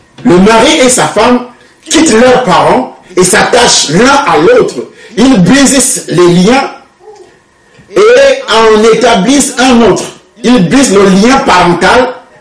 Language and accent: French; Cameroon; je parle du Cameroun puisque je suis camerounais